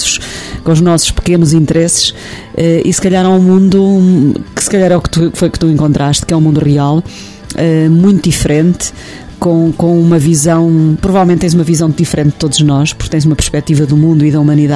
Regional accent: Portugal; como nós também portugueses já fomos fazer para outras paragens

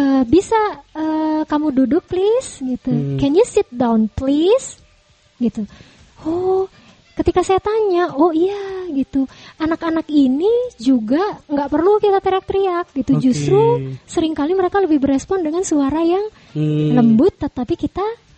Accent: Java, Indonesia; rasanya tuh kalau kita orang Jawa bilang gigilo gitu

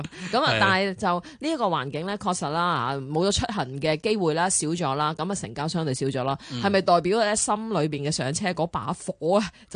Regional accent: Hong Kong; 同埋我哋香港人自己爱香港人先啦。

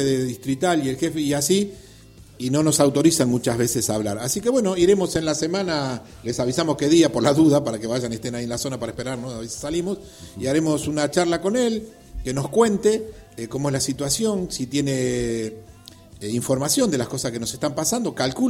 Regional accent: Remedios de Escalada, Buenos Aires Province, Argentina; nosotros somos de Escalada y nos preocupa Escalada.

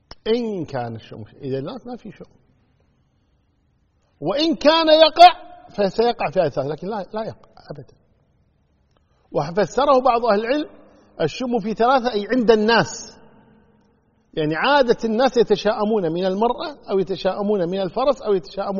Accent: Kuwait; إحنا عندنا بالكويت يقول فلان قبسة أو فلان قبس علينا

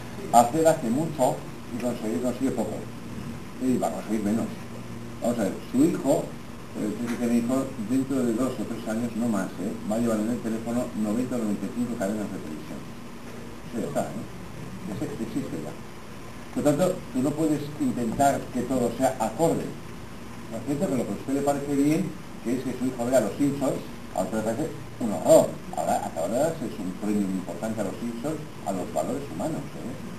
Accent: Estella, Navarre, Spain; Pues yo no soy taurina, pero soy de Estella, hombre, algún encierro hemos corrido.

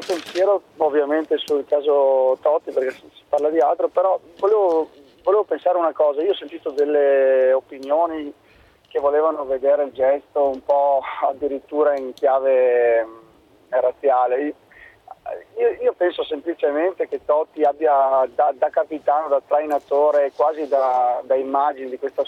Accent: Vicenza, Veneto, Italy; sono di Vicenza

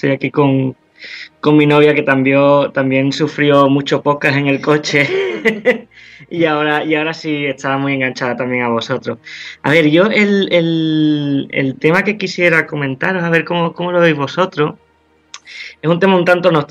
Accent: Jerez de la Frontera, Andalusia, Spain; now in Seville, Spain; Estamos en Sevilla, yo soy de Jerez, vamos, mi novia y yo somos de Jerez de la Frontera, pero estamos en Sevilla y con 40 grados

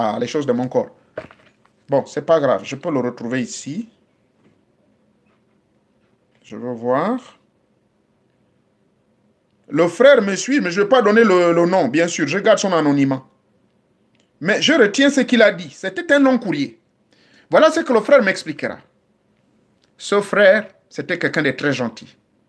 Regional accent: Gabon; Ça existe même chez nous au Gabon.

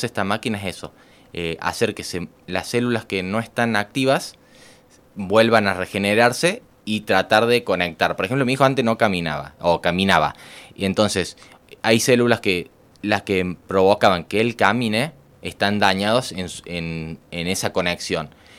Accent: Córdoba, Argentina; born there; now in Unquillo, Argentina; Yo nací en Córdoba. Ajá. Pero mis últimos años, hace más o menos 30 años, vivo uh-huh. acá. He vivido en Saldán, uh-huh. en Villa Allende. Hoy día estoy viviendo en Unquillo. Uh-huh. Pero siempre por acá, por la zona.

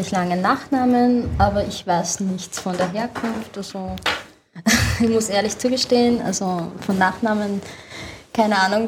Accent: Chechnya, Russia; now in Vienna, Austria; Ja, ich komme auch aus Tschetschenien.

